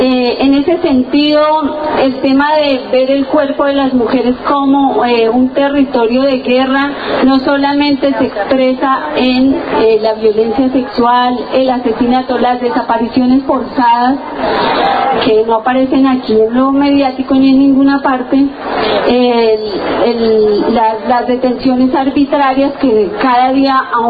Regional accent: Colombia; now in Argentina; ya somos bastantes los colombianos y las colombianas que estamos aquí en la Argentina

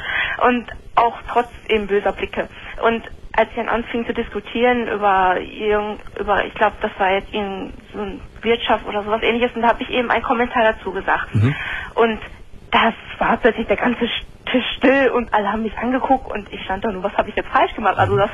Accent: Germany; born there; Meine Mutter ist ganz Vietnamesin, mein Vater ist halb Vietnamese, halb Amerikaner.

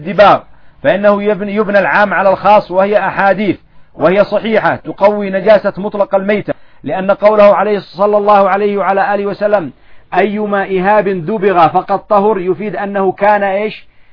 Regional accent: Yemen; الفدرة هذه ايش عندنا في اليمن؟ الفدرة الخبز، قطعة الخبز اصلا لغة عامية لكن لها اصل

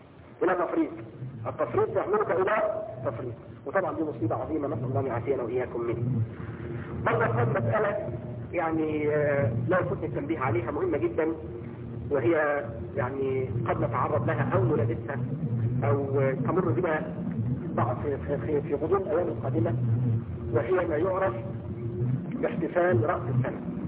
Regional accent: Egypt; تعرفين ان في عيد عندنا في مصر هنا يوم 7 يناير

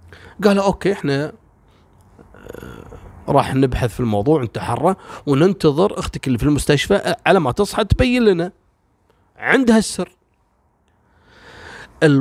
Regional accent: Kuwait; عندنا في الكويت

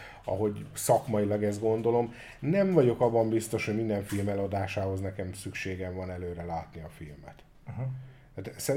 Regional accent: Hungary; magyarok vagyunk

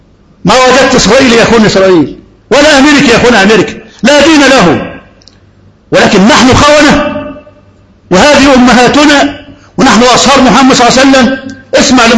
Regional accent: Egypt; ده محافظة واحدة عندنا في مصر

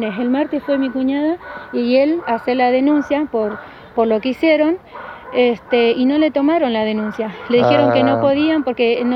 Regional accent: Argentina; Somos argentinos, vivimos en Argentina, merecemos una tierra.

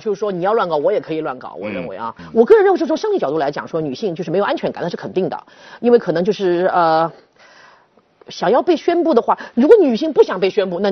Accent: Shanghai, China; 所以就在这个时候呢，我们上海人用什么办法处理呢？

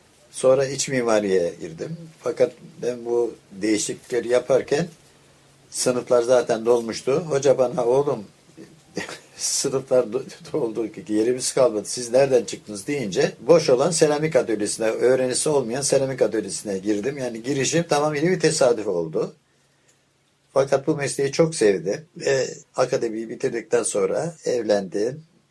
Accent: Istanbul, Turkey; born there; Ben 1927 İstanbul doğumluyum.

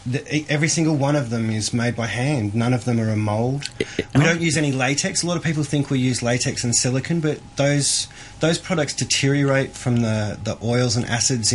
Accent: Australia; being Australian, I guess we're allowed to get a bit reckless.

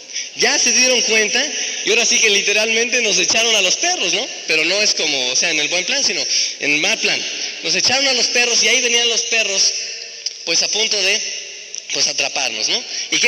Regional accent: Tenancingo, State of Mexico, Mexico; porque allá de donde yo soy, de Tenancingo, pues eran unos duraznos bien, bien sabrosos

